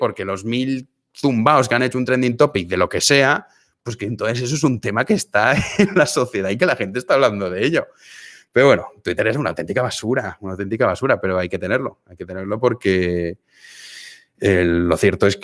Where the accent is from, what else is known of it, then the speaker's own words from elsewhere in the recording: Valencia, Valencian Community, Spain; En mi caso, claro, porque soy de Valencia. Y ya está, no hablo más idiomas. Bueno, pero empecé a aprender un poco de chino.